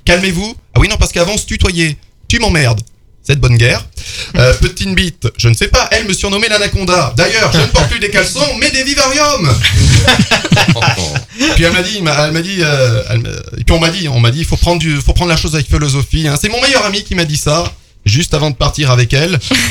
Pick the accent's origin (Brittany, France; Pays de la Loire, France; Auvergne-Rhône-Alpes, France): Auvergne-Rhône-Alpes, France; Je suis auvergnat.